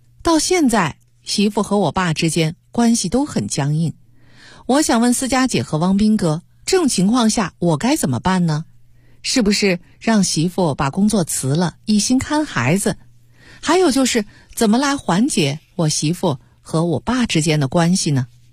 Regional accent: China

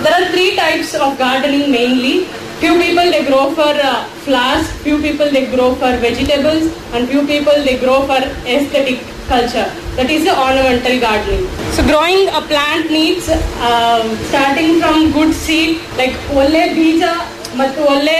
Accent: Andhra Pradesh, India; Kannada is a second language; ನಾನು ಆಂಧ್ರ ಊರಿಂದ ಬಂದಿದ್ದು ಸ್ವಲ್ಪ ಕನ್ನಡ ಅಡ್ಜಸ್ಟ್ ಮಾಡ್ಕೊಳ್ಳಿ, ಮಿಕ್ಸ್ ಮಾಡಿ ಹೇಳ್ತೀನಿ ಎಲ್ಲ.

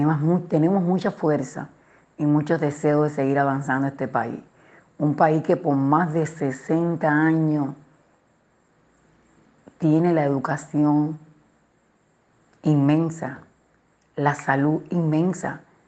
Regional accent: Cuba; quiero aprovechar este programa para explicar que en mi país hay una tranquilidad ciudadana inmensa. Puede haber cualquier problema que no es representativo, por cosas, por todo el trabajo subversivo que se hace contra la isla, pero en Cuba

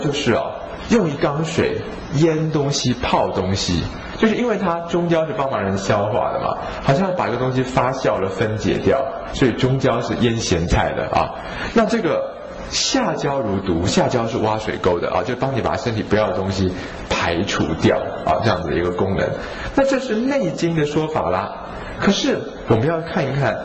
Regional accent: Taiwan; 我们台湾人的肉都松松的，对不对？

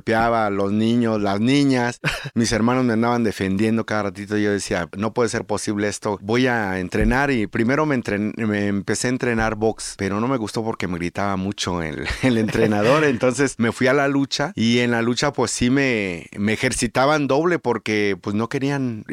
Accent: Acapulco, Guerrero, Mexico; Soy del puerto de Acapulco.

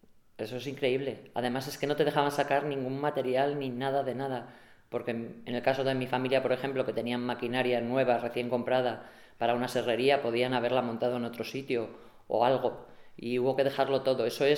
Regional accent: Begamián, Castile and León, Spain; born there; hace poco me fijo que me ponen que soy nacida en Boñar. Entonces, yo siempre seré nacida en Begamián. No tiene nada que ver.

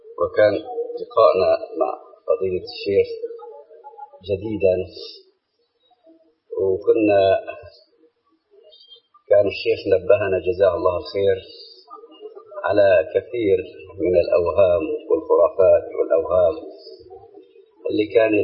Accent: Aleppo, Aleppo Governorate, Syria; عندنا في حلب هو مرجع حلب كلها

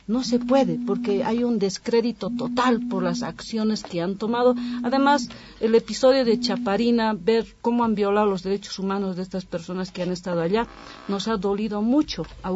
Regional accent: Bolivia; porque desde luego que como bolivianos queremos que la gente de allá disfrute de estos derechos constitucionales

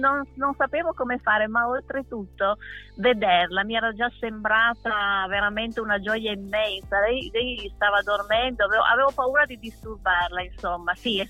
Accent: Alba, Piedmont, Italy; Sì, io sono di Alba, sì.

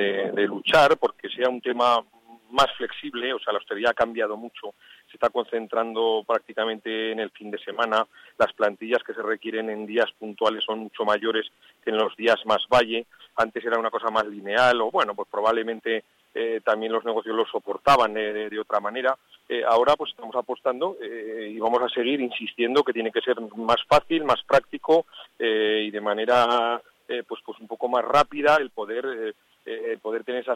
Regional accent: Aragon, Spain; yo soy aragonés, así que somos regiones primas, hermanas, amigas y cercanas

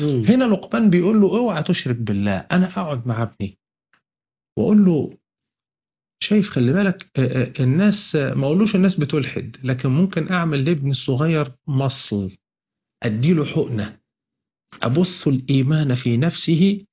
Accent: Ismailia, Ismailia Governorate, Egypt; انا من الاسماعيلية، عندنا في الاسماعيلية اقف كده هنا المية الحلوة والمية المالحة

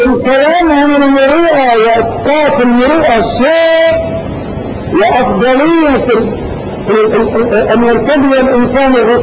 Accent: Morocco; في بلادنا المغرب

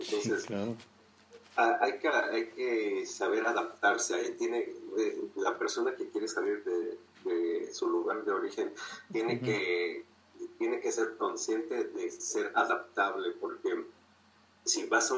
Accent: Mexico; tenemos como mexicanos nos pintan de cierta manera en el extranjero

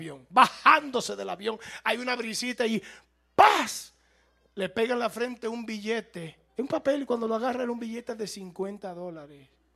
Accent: United States; Yo soy norteamericano. Cuando yo fui a Cuba, allá los cubanos creían que yo era cubano.

